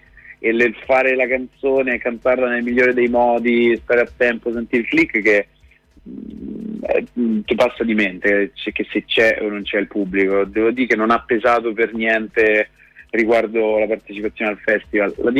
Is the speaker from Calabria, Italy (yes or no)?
no; Rome, Lazio, Italy; Vengo da Roma.